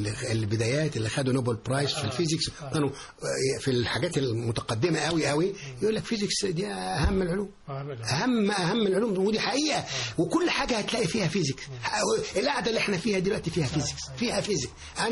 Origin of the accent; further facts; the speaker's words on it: Giza, Giza Governorate, Egypt; وكان في الجيزه الجديده والجيزه القديمه، انا كنت من الجيزه الجديده.